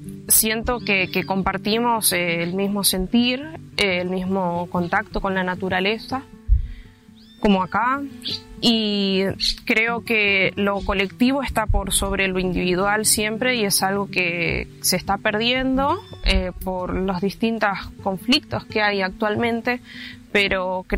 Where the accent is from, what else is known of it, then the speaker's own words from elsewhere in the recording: Florencio Varela, Buenos Aires Province, Argentina; tengo 30 años, vivo, nací en Florencio Varela